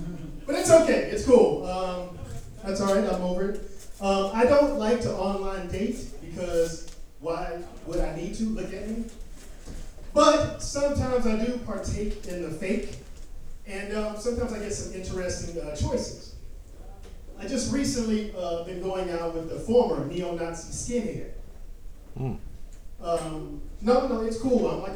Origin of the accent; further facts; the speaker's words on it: Texas, United States; I'm originally from Texas. That's right. Everything is bigger in Texas.